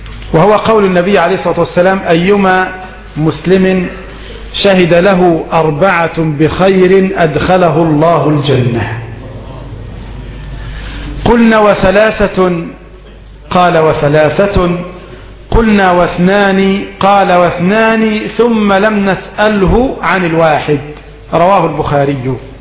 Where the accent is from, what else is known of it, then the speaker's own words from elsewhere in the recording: Egypt; الجراد يا أخواني نحن كمصريين لا نأكله